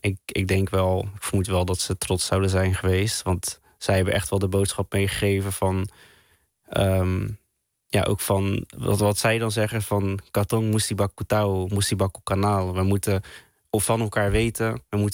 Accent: Netherlands; Ik ben een Molukker en die in Nederland is opgegroeid

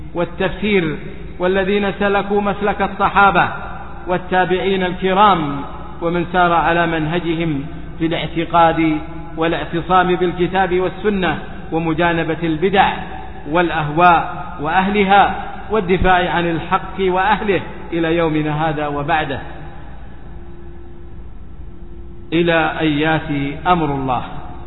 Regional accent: Saudi Arabia; وإن علماء هذه البلاد، بلادنا السعودية حرسها الله

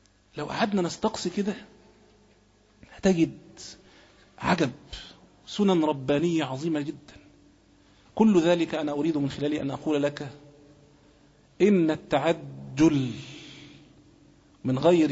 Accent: Egypt; بلاد مثلا زي بلادنا مصر مش ممكن كنت تشوف حد فيها خالص

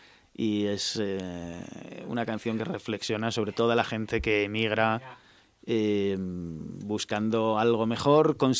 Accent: Spain; now in Netherlands; Y bueno, cuando estoy en Holanda sigo siendo... Aquí soy el holandés, allí soy el español.

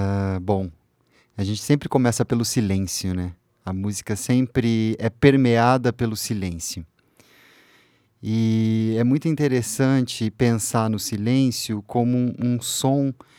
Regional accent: Uraí, Paraná, Brazil; Eu sou do interior do Paraná, uma cidade chamada Uraí. E a gente fica a 600 quilômetros da praia mais próxima, né?

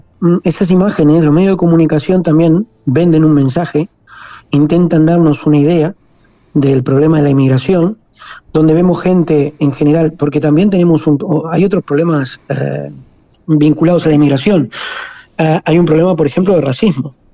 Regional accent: Uruguay; now in Spain; Yo ya no me siento un inmigrante. ¿Por qué? Porque hace 20 años que vivo en este país. Y Uruguay siempre será mi tierra. Pero el país donde vivo, donde están mis hijos, donde estarán mis nietos, se llama Cataluña.

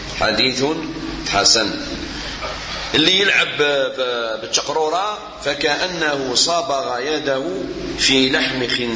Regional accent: Morocco; ولا أكثر 16 ساعة احنا عندنا في المغرب

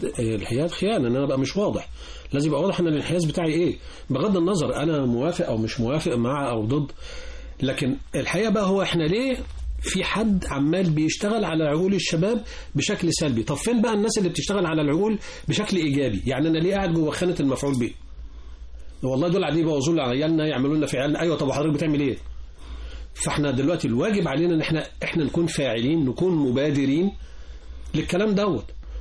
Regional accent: Upper Egypt, Egypt; احنا عندنا في الصعيد بيأجروا ناس يعددوا عياطهم،

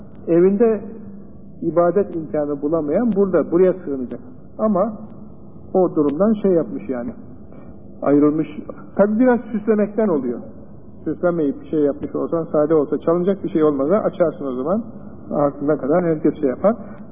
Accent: Çanakkale, Turkey; Benim de, yani Çanakkale benim memleketim olduğundan, canım istedi ki, üniversitede sen var ama, o köye gideyim

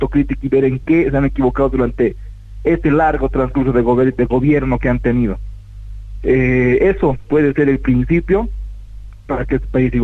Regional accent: Bolivia; respetándonos como hermanos bolivianos.

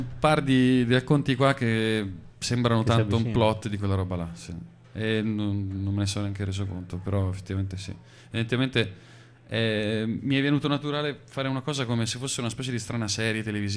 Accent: Tuscany, Italy; in un ambiente che potrebbe essere quello di una Toscana valdarnese, da dove vengo io

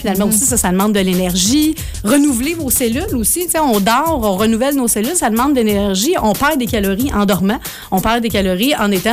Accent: Saint-Lin, Quebec, Canada; accent: Saint-Lin; ça, c'est mon accent de Saint-Lin qui ressort.

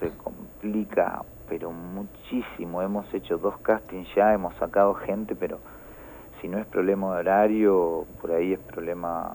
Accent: Argentina; Somos argentinos, ¿no?

